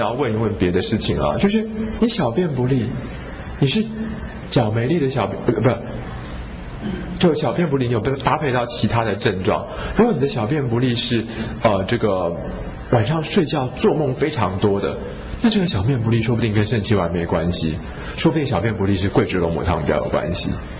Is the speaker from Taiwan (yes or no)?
yes; Taiwan; 然后呢，水毒型的人我们台湾人又特别多